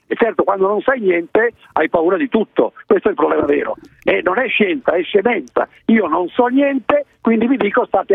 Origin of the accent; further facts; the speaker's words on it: Po Valley, Italy; Della mia infanzia, io sono nato sul Po